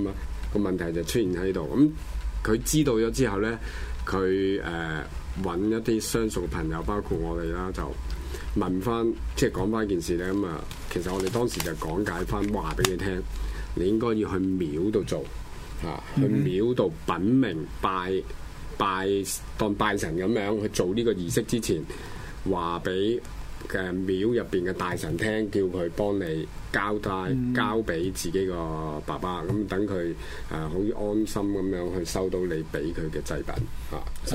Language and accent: Cantonese; China; 其實自古以嚟人，尤其是我哋中國人就話入土為安啊嘛。